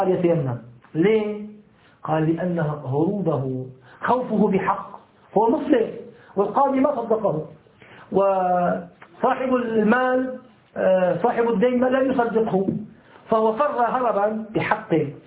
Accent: Syria; مثل ما يحصل الآن في المناطق المحاصرة عندنا في سوريا

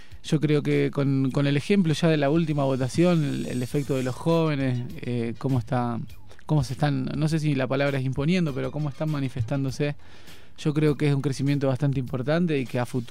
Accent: Rosario, Santa Fe, Argentina; mi compañera es Mary, nosotros somos de Rosario, de Argentina.

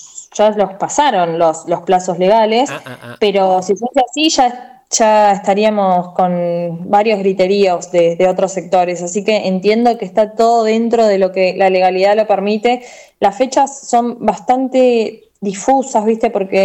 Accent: Berisso, Buenos Aires Province, Argentina; en mi ciudad, en la ciudad de Berisso, que es el kilómetro cero

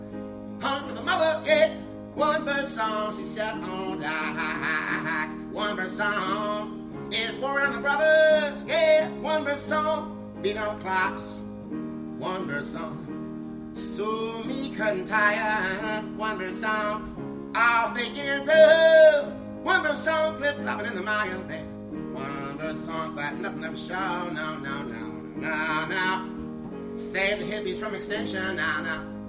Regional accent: Minneapolis, Minnesota, United States; I'm from the South Side of Minneapolis. Minneapolis, South Side.

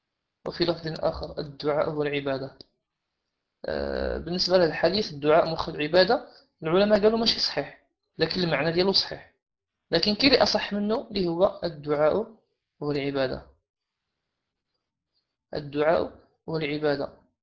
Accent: Morocco; السادات اللي عندنا في المغرب

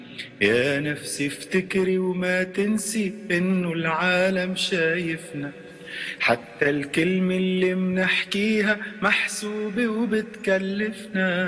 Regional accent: Syria; وانا سوري بعدني كنت بسفر جاي من سان دييغو وسايقين على الطريق

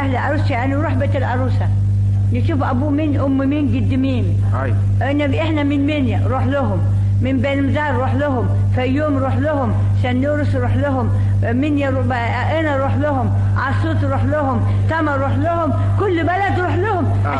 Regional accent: Ankara, Turkey; moved away as an adult; now in Egypt; أصل تركيا من أناضول من أنقرة

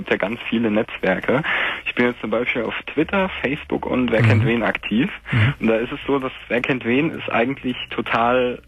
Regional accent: Hesse, Germany; Also er wohnt in Bayern und ich komme aus Hessen.

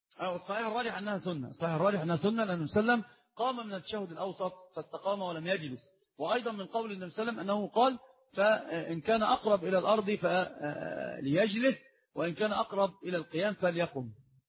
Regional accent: Alexandria, Alexandria Governorate, Egypt; ما معنى التعصب في طلب العلم عندنا في الإسكندرية؟

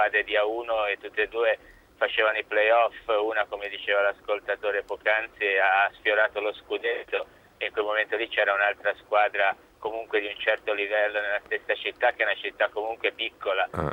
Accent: Livorno, Tuscany, Italy; Ma io sono livornese

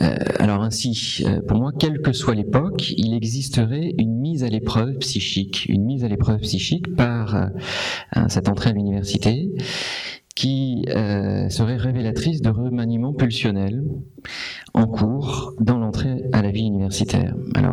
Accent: Réunion; je viens de l'île de la Réunion et donc c'est un contexte particulier

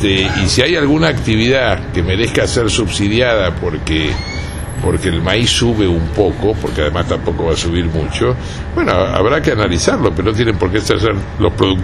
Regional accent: Argentina; No, somos parte de la Argentina, ¿no?

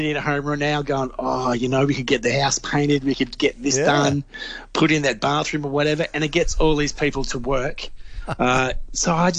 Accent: Victoria, Australia; Now, let me start with number 1, my home state, Victoria.

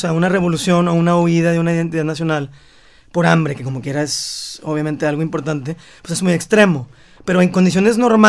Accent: Mexico; yo puedo corroborar técnicamente en mi mente que soy mexicano porque me sé el himno nacional.

